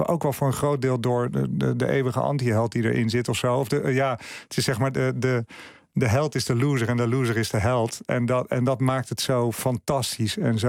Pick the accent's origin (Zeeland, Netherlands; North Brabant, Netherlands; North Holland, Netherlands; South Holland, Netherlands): South Holland, Netherlands; Zoetermeer; Waar ik opgroeide in Zoetermeer.